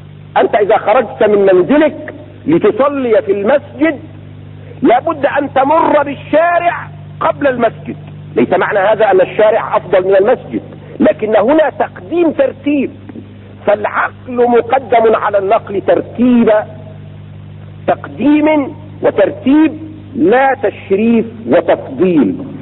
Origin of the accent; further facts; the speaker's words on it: Cairo, Cairo Governorate, Egypt; آخر ما صنعوا عندنا في القاهرة